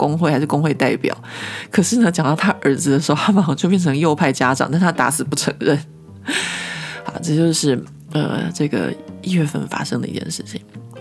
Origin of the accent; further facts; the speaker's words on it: Taiwan; 我觉得就是身为一个台湾人听到应该会觉得非常非常的夸张